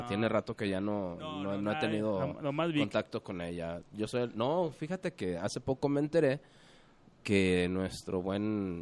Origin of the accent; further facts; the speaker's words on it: Mexico City, Mexico; born there; Nací por azares del destino en el Distrito Federal.